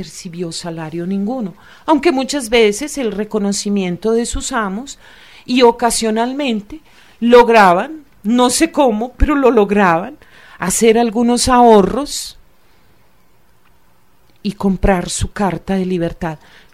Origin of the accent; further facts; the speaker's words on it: Antioquia, Colombia; Pero lo que somos los antioqueños no nos podemos dar pues de mucha nobleza ni mucha aristocracia